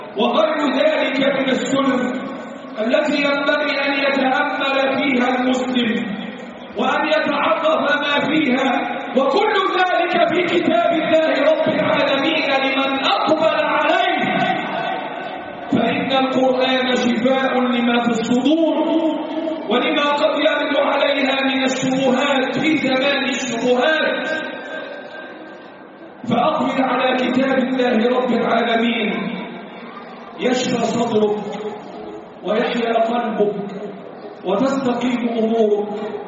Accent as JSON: {"language": "Arabic", "country": "Egypt", "said": "اللهم احفظ بلادنا مصر"}